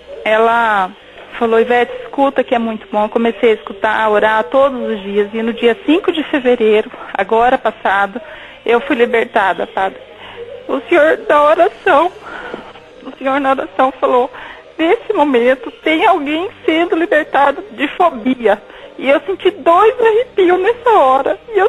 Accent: Dourados, Mato Grosso do Sul, Brazil; eu sou aqui de Dourados, Mato Grosso do Sul.

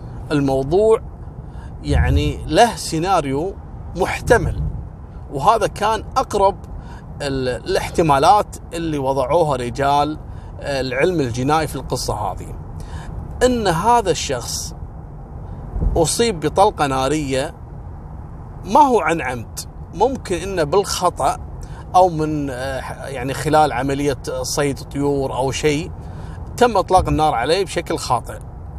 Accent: Kuwait; وهذا نفس القصص اللي حصلت عندنا في الكويت في بيت السالمية

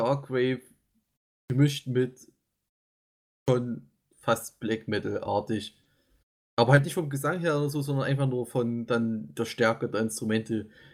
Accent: East Germany, Germany; das ist auch so ein Wort, das einfach zu schwer auszusprechen ist als Ostdeutscher

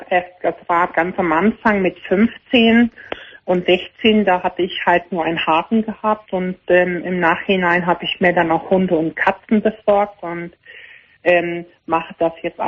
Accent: Austria; Wir fangen an, der Schweiz, ich bin aus Österreich.

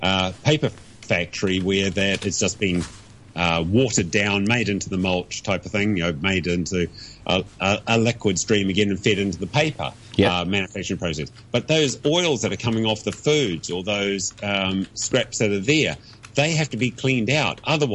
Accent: New Zealand; now in Hong Kong; No drinkies this week, but can I do a sly promotion as a Kiwi?

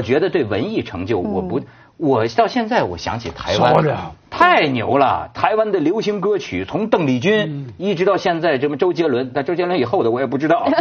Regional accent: China; 我作为大陆人我可以这么讲

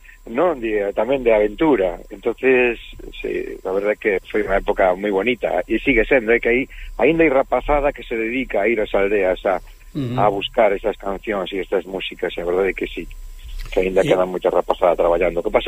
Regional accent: Vigo, Galicia, Spain; Quizáis a miña zona natural, o sur da provincia de Pontevedra. Eu son de Vigo

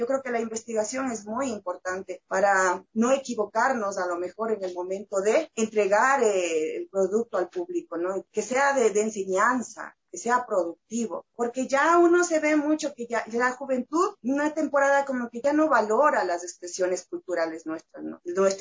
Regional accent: Ecuador; lo que tenemos, el arte, la cultura que tenemos como ecuatorianos

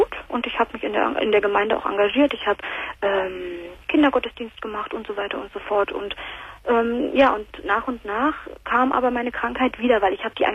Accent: Berlin, Germany; now in North Rhine-Westphalia, Germany; ich komme gebürtig aus Berlin und bin nach Nordrhein-Westfalen gezogen

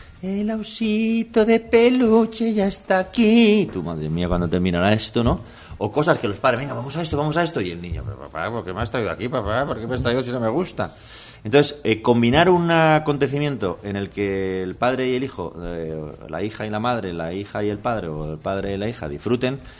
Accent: Madrid, Community of Madrid, Spain; born there; Yo nací en Madrid, sí, en un hospital que no me acuerdo cómo se llama, San Rafael

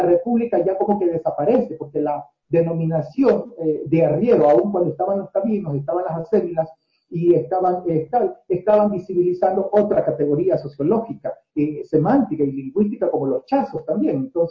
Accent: Guayaquil, Guayas, Ecuador; born there; Nací en Guayaquil y soy igual un producto, proceso y resultado mestizo.

